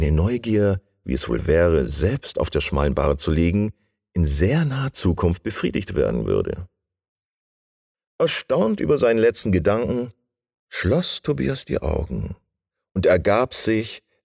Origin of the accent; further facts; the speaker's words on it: Bremen, Germany; moved away; Ich bin Bremer, den es nach Bayern verschlagen hat